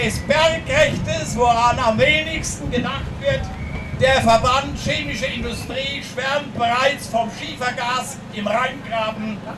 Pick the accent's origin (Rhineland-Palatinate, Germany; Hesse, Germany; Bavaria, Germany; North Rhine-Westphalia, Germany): Rhineland-Palatinate, Germany; schwöre ich als Pfälzer nicht auf Braunkohlestrom auf der Lausitz oder dem Aachener Revier